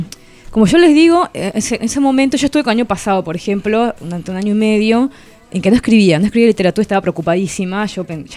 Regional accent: Santa Cruz de la Sierra, Santa Cruz, Bolivia; now in Argentina; Yo soy nacida y criada en Santa Cruz de la Sierra Bolivia, que es una zona del Amazonas, muy muy parecida, o sea, en todo lo que es el clima y la fauna, y la flora, digamos, a Paraguay y la parte de Misiones, a toda la parte, digamos, guaraní.

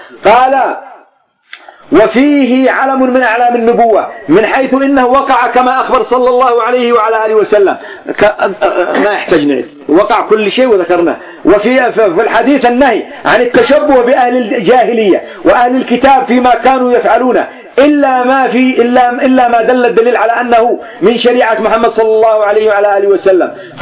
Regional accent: Yemen; والآن عندنا في اليمن عصدونا عصد وخبطونا خبط

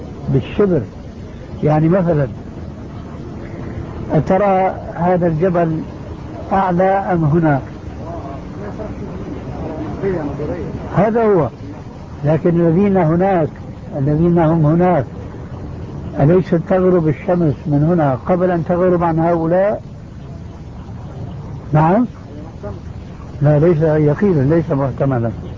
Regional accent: Jordan; فليس للأفراد هنا دخل، خاصة عندنا في الأردن

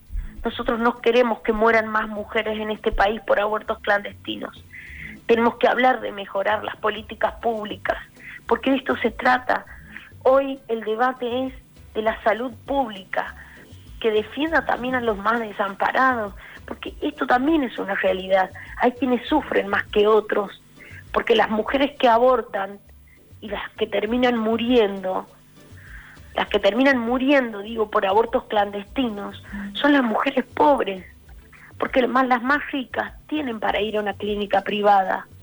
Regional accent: Santiago del Estero, Argentina; Mira, yo soy de Santiago del Estero.

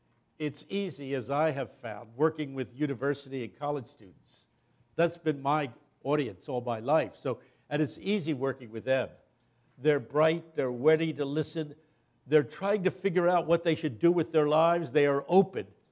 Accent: Philadelphia, Pennsylvania, United States; Glad to be here in Little Rock. I come down from the Philadelphia area.

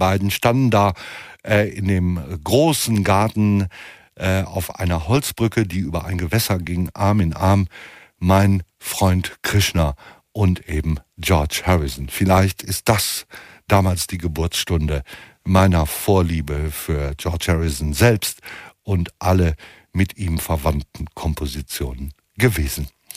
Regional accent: Hamm, North Rhine-Westphalia, Germany; verkaufte irgendwelche Schriften, die in meiner Heimatstadt Hamm aber nicht so sonderlich zahlreich verkauft werden konnten

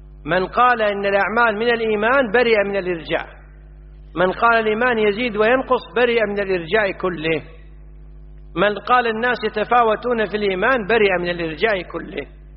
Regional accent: Kuwait; وإحنا عندنا في الكويت يستهلون الهمز

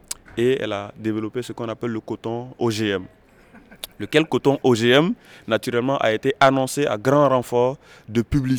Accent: Burkina Faso; on a eu l'occasion en tout cas de témoigner en tant que Burkinabé de ce que nous vivons au niveau local

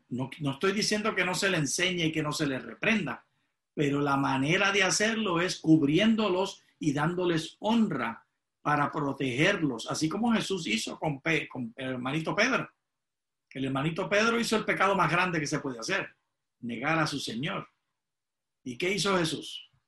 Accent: Puerto Rico; mi esposa es dominicana y yo soy puertorriqueña.

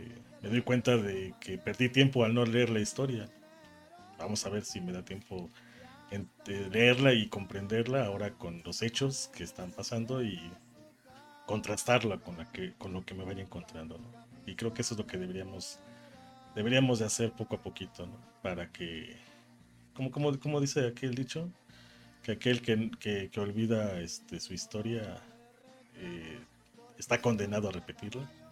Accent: Puebla, Mexico; como saben que soy de Puebla

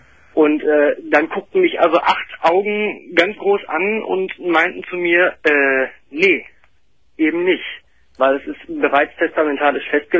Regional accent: North Rhine-Westphalia, Germany; Ich bin aufgewachsen, am Tor des Sauerlandes, sag ich jetzt mal.

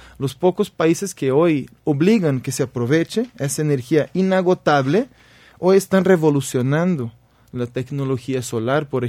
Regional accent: Brazil; Spanish is a second language; Tú eres mexicano, yo soy brasileño

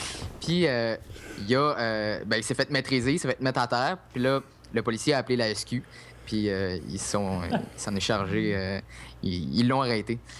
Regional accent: United States; French is a second language; Moi, par expérience, je suis un peu plus les États-Unis parce que je suis américain

